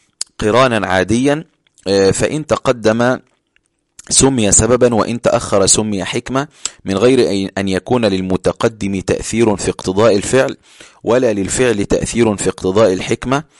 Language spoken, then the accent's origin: Arabic; Egypt; انا بقول لشخص انت بارد عندنا في مصر، يبقى انا بشتمه